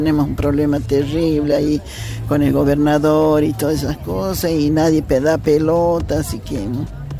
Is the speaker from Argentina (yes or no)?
yes; Uquía, Jujuy, Argentina; soy artesana de Uquía, pero vendo en Humahuaca, que es un pueblito cerca de 12 kilómetros antes de llegar a Humahuaca.